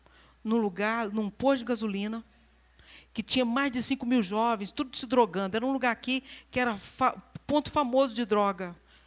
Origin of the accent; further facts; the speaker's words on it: Rio de Janeiro, Brazil; Porque eu sou do Rio de Janeiro e eu como feijão preto. Eu sou do Rio de Janeiro, mas eu não tenho sotaque.